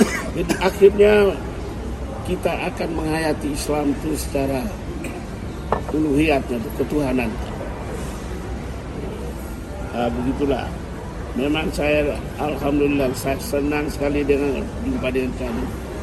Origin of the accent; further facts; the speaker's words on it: East Nusa Tenggara, Indonesia; now in Malaysia; saya ini orang Flores, saya tahu ini